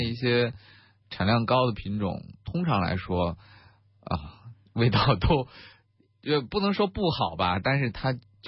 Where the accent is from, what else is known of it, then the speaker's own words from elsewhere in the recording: China; 我们中国人按我们中国人的口味好吃的话，首先它要是甜的